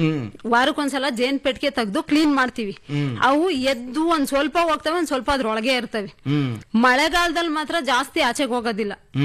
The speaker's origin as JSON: {"language": "Kannada", "town": "Maknalli", "region": "Karnataka", "country": "India", "tie": "born or raised there", "said": "ನಮ್ಮೂರು ಮಾಕ್ನಳ್ಳಿ."}